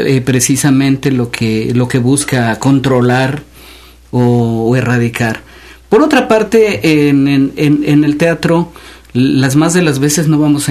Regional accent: Xalapa, Veracruz, Mexico; born there; Yo nací en Jalapa, pero cuando nací en la ciudad, no, es que entonces casi era un pequeño pueblo, ¿verdad?

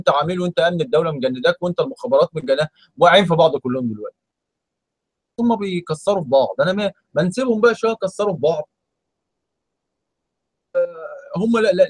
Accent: Egypt; انا كمصري انا ماليش دعوه، انا ايه، انا كمصري انا متضرر ايه

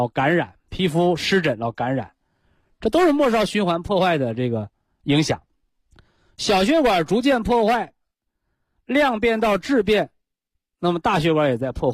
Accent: China; 可以流传千古的书籍和智慧，我们中国人习惯的把它称之为经

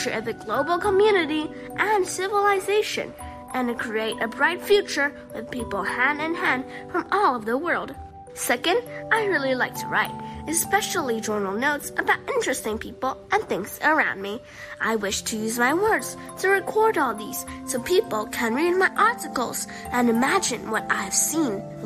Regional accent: Macau; born there; English is a second language; I am 10 years old and currently a P4 student. Honestly, I've never been to Beijing since I was born in Macau.

